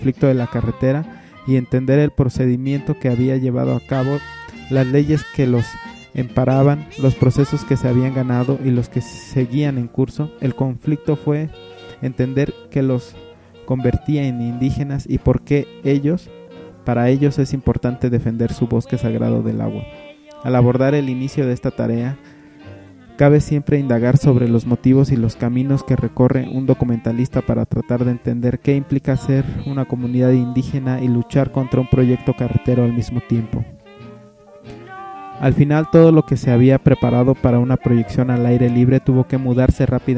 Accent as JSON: {"language": "Spanish", "region": "Canary Islands", "country": "Spain", "said": "yo vengo de las Islas Canarias, España."}